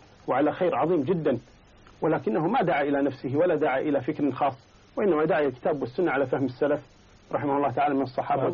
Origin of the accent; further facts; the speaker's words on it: Kuwait; أنا من أهل الكويت أنا أعلم منك بذلك